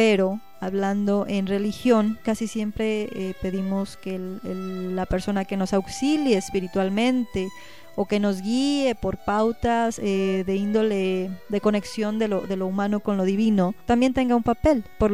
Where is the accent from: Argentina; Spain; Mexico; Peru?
Mexico; Como mexicano siempre te lo estás cuestionando.